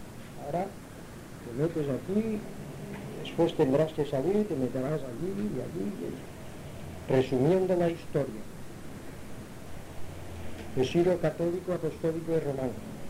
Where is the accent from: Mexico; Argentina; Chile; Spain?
Spain; Palma, Balearic Islands; also born or lived in Inca; Yo nací en Inca, Mallorca, fui bautizado en la Iglesia Católica, después me bajaron mis padres a Palma, fuimos a vivir en la Plaza de la Paja, cerca de la Calatrava.